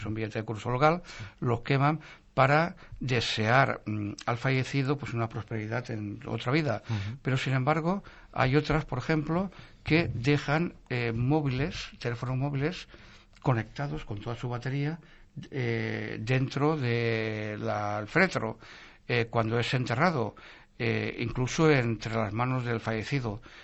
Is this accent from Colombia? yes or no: no; Valencia, Valencian Community, Spain; born there; la historia del barrio Carmen, que es la historia donde el del barrio donde yo nací.